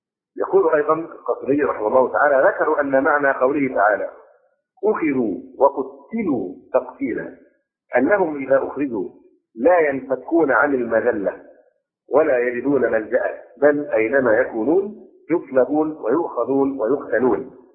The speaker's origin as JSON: {"language": "Arabic", "country": "Egypt", "said": "هذه القضيه بالذات هنا عندنا في مصر الان مشكله في غايه التعقيد"}